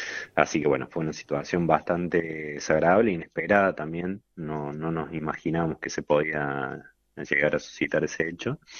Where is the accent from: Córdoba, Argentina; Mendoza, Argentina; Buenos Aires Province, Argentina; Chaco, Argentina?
Córdoba, Argentina; Río Cuarto; Yo soy de Río Cuarto, de acá de la provincia, así que tener la oportunidad de volver a Córdoba